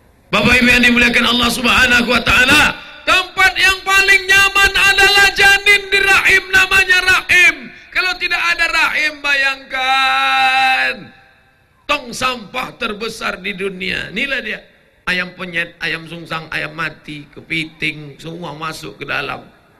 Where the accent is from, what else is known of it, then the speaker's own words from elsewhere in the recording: Wajo, South Sulawesi, Indonesia; born there; Alhamdulillah kita lahir di Wajo, negerinya para ulama.